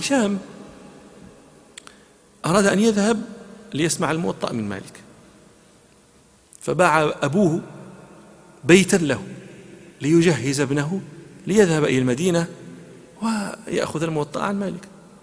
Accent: Morocco; حتى لا نتهم بأننا ننسب الفضائل أنا مغربي

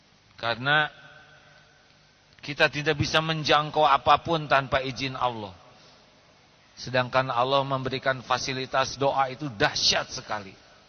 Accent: Indonesia; born there; Saya lahir di Indonesia tidak milih.

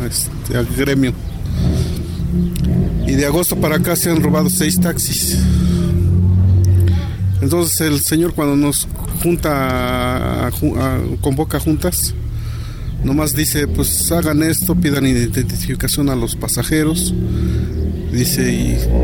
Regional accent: Mexico City, Mexico; now in Ayapango, Mexico; yo llevo 9 años en Ayapango. Yo soy del DF y pues ya he trabajado de taxista en el DF.

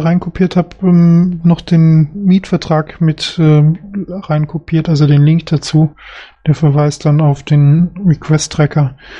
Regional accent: Solingen, North Rhine-Westphalia, Germany; Also ich komme ja aus Solingen

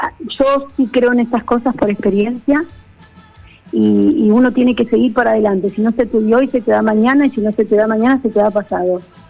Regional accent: Argentina; agradeciendo que soy argentina, que soy argentina y que amo mi país.

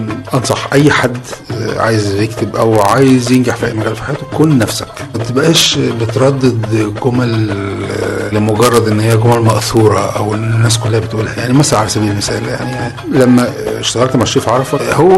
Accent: Egypt; يعني احنا مثلا كمصريين ما بندرسش دراما في مدرسة

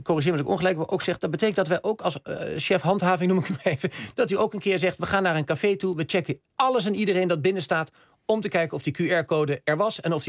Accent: Amsterdam, North Holland, Netherlands; Ik kom zelf uit Amsterdam.

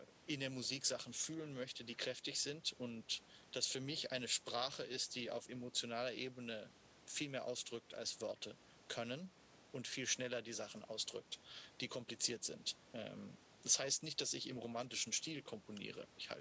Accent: Washington, District of Columbia, United States; Weil ich dieses Stück so oft gesehen habe als Kind und als Teenager in Washington gibt es ein wunderbares Shakespeare-Theater.

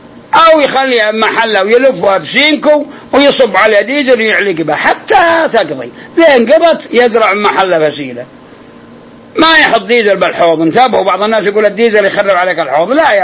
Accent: Al-Qassim, Saudi Arabia; وحصل عندنا في القصيم عدة نخيل

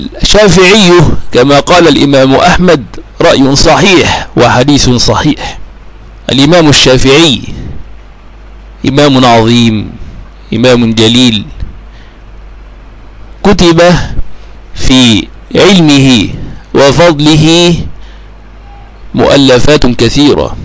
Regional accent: Egypt; ثم درست المذهب الشافعي وأسير في دراسته، وهو الذي يسود عندنا في بلدنا مصر

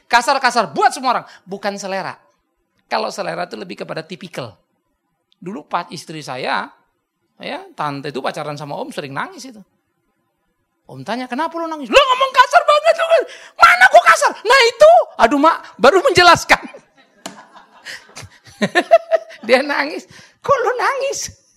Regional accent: Medan, North Sumatra, Indonesia; Karena saya datang dari Medan sana, udah bener begini nih.

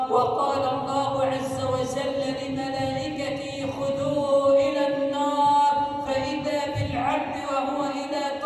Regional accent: Egypt; أن تجعل بلدنا مصر أمنا أمانا، سخاء رخاء

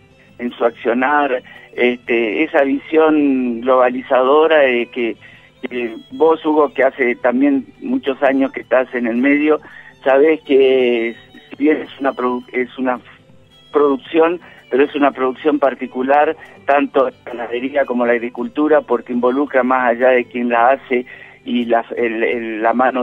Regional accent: Santiago del Estero, Argentina; born there; now in Olavarría, Argentina; Yo nací en Santiago del Estero, pero bueno, he andado por muchos lados en el país y ya te digo, o sea, hace 20 y pico de años afianzado, con hijos echando raíces en Olavarría, nietos olavarriense

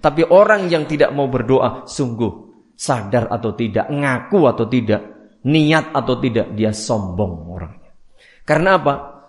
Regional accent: Java, Indonesia; Nah, cara Jawa tepat pokoknya. Karena saya orang Jawa.

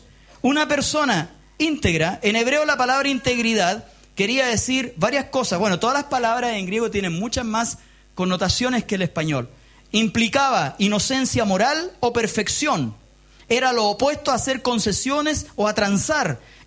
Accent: Chile; Somos chilenos, compadre, somos chilenos, chicos, payasos, guatones. No somos europeos, po. No lo somos. Tenemos una mezcla de español y mapuche, nos guste o no nos guste.

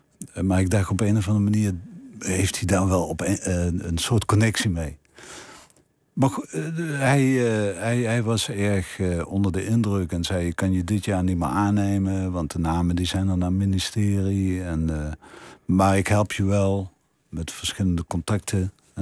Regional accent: Limburg, Netherlands; accent: Limburgish; als ik mijn mond opende en ze mijn Limburgse accent hoorden.

